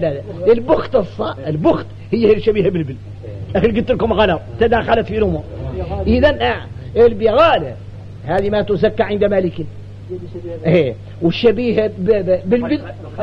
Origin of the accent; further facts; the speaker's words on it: Mauritania; عندنا احنا موريتاني